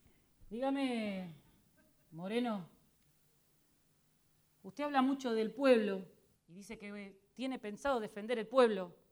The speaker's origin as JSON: {"language": "Spanish", "region": "Potosí", "country": "Bolivia", "tie": "born or raised there", "said": "Ah, no me diga, así que estuvo en mi ciudad de origen."}